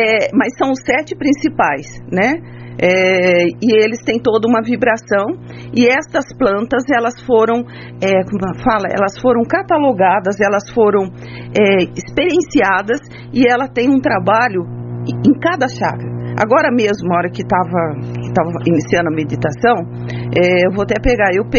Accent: São José dos Campos, São Paulo, Brazil; Eu sou de São José dos Campos, eu nasci aqui na zona rural

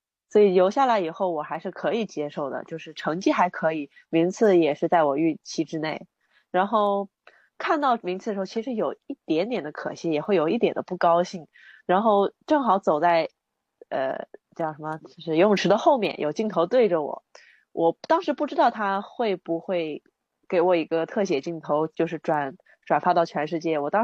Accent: China; 身为中国人的自豪感

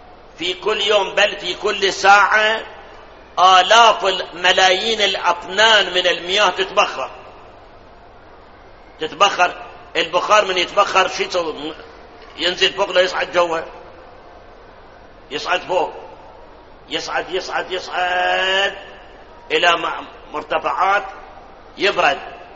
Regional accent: Karbala, Karbala Governorate, Iraq; طبعا بلادنا كربلاء ثلج ما عندنا

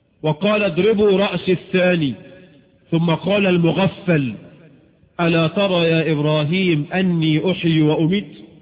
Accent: Egypt; وبعض الشواذ عندنا في مصر في مؤتمر السكان

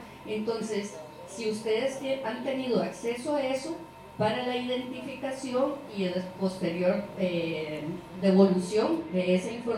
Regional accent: Montes de Oro, Puntarenas, Costa Rica; yo soy del cantón de Montes de Oro

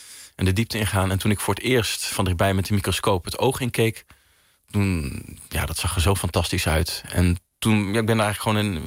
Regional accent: Netherlands; also born or lived in Belgium; Ik ben een Nederlander, dus ik wilde graag terug ook naar Nederland voor de opleiding.

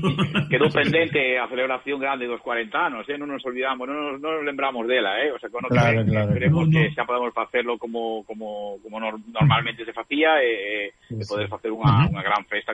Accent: Galicia, Spain; Porque al final somos galegos, pero vivimos en Cataluña

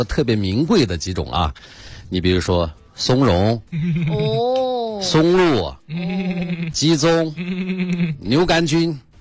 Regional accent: Yunnan, China; 我们小时候到山上去采蘑菇，我们云南人叫尖锦

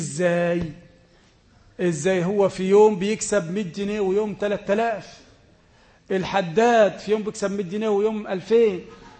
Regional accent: Egypt; أي واحد يسلم دلوقت مثلا عندنا في مصر يسلم

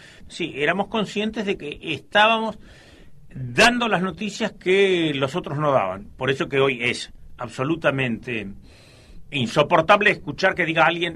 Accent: Mercedes, Corrientes, Argentina; yo soy de Mercedes Corrientes

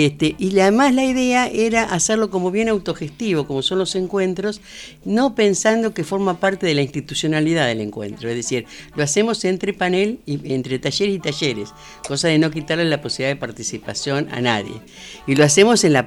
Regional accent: Argentina; Y además las argentinas definimos no hablar como argentinas

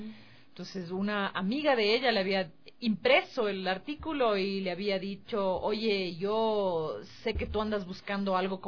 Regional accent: Ecuador; ¿vos sabes cómo somos nosotros los ecuatorianos de muy dados?

